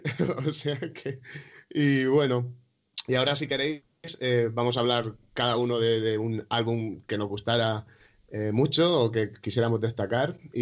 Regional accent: Orihuela, Valencian Community, Spain; lo primero que leí probablemente fue en la biblioteca de mi pueblo de Orihuela

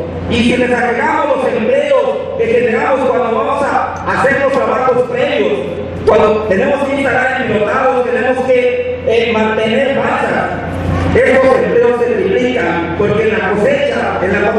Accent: Boca de Camichín, Nayarit, Mexico; soy de Boca de Canichí, municipio de Santiago Esquivila, precisamente donde desemboca el río San Pedro.

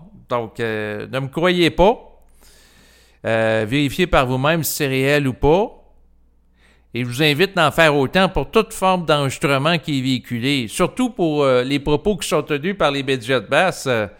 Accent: Quebec, Canada; Et en tant que Québécois, j'ai grandi au Québec et j'ai été exposé au langage de pouvoir des Québécois, donc les jurons.

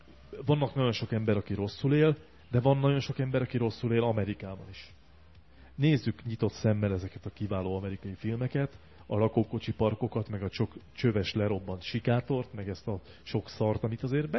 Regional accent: Hungary; now in Budapest, Hungary; Én azért alapvetően vidéki vagyok, én pesti lettem csak

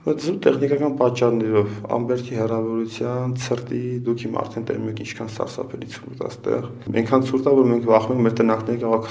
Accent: Dilijan, Tavush, Armenia; born there; Ծնունդով Դիլիջանից։ Իմ ընտանիք հաշտարակում ապրում, բայց ես ծնունդով Դիլիջանից։

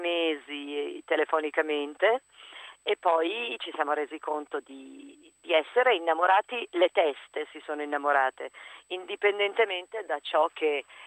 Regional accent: Lombardy, Italy; nel mio paesino Brianzolo

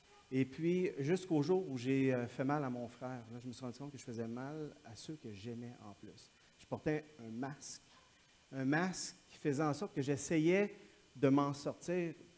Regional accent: Quebec, Canada; also born or lived in Calgary, Canada; Oui, je suis du Québec, mais j'étais en Alberta à Calgary pendant quelques années.

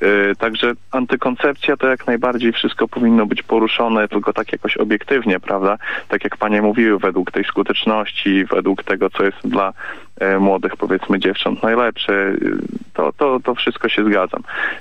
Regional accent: Białystok, Podlaskie Voivodeship, Poland; ja jestem z Białegostoku i wiadomo, jakie tutaj mamy nastroje, prawda.

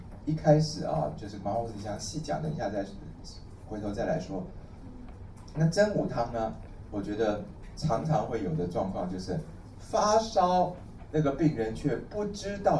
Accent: Taiwan; 可是呢，其实我们台湾人啊，一感冒就喉咙痛的比例应该是很高的

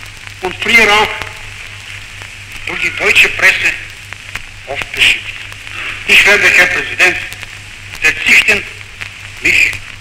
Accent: Bulgaria; German is a second language; Ich wusste intuitiv, war ich überzeugt, dass meine Heimat in Bulgarien niemand das glaubt.

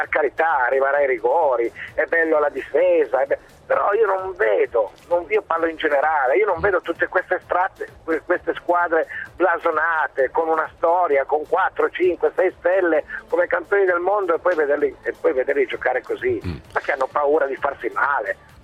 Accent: Turin, Piedmont, Italy; Io sono di Padova di passaggio, ma sono di Torino.

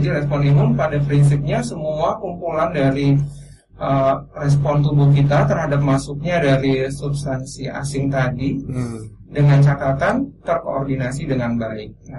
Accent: Pekanbaru, Riau, Indonesia; now in Yogyakarta, Indonesia; Saya aslinya dari Pekanbaru.

